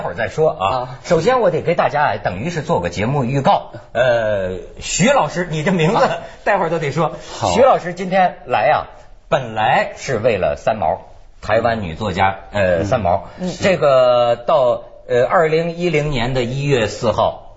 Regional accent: Shijiazhuang, Hebei, China; 我老家呀、啊。哎呀，我出生在石家庄。

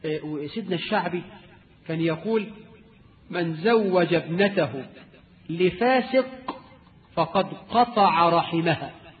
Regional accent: Egypt

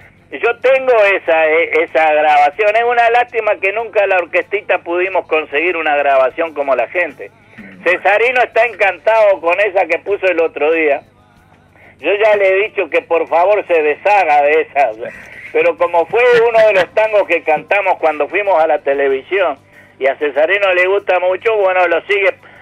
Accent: Soca, Canelones, Uruguay; moved away; yo nunca pensé haber salido de Soca, haber dejado mi pueblo

